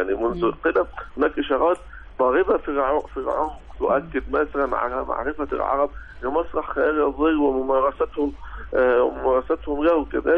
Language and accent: Arabic; Abu Kabir, Al Sharqia Governorate, Egypt; يعني ممكن نرجعها لي لما كان عندي 4 سنوات. وعندما رأيت ذلك الرجل في قريتي أبو كبير شرقية